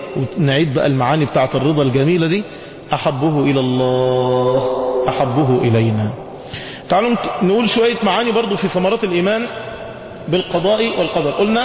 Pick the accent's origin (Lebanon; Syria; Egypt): Egypt; احنا كشعوب واحنا كمصريين لما بتتصدم ما بتعرفش تعمل رد فعل